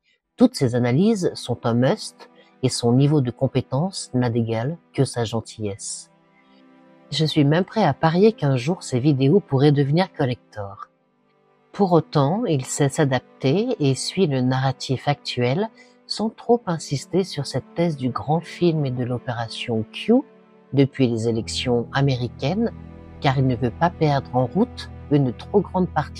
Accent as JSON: {"language": "French", "country": "France", "said": "que ce soit aux States, ou chez nous en France, ou encore en Belgique"}